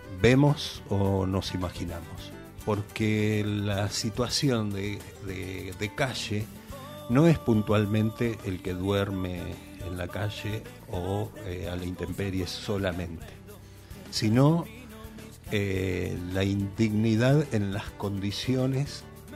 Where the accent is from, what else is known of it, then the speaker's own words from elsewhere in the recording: Quilmes, Buenos Aires Province, Argentina; mi amada calle Mozart, donde nací y crecí, en Quilmes.